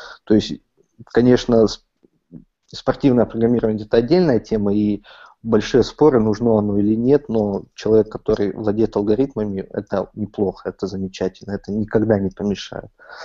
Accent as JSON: {"language": "Russian", "town": "Rybinsk", "region": "Yaroslavl Oblast", "country": "Russia", "said": "Мы всегда приезжали в Ярославль, наш областной центр. Я сам из Рыбинска"}